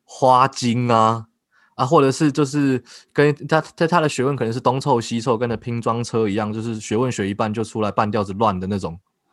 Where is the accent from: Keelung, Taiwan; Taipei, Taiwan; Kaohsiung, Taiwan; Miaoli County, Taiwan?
Keelung, Taiwan; 像我跟我家人小时候在基隆，因为我们家住在庙旁边啊